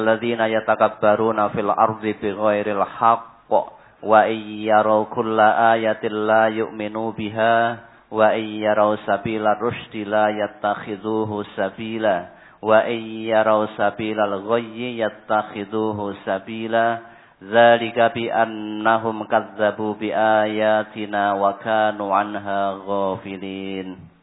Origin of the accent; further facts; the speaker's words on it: Lampung, Indonesia; jika sudah kembali ke daerah asal saya di Lampung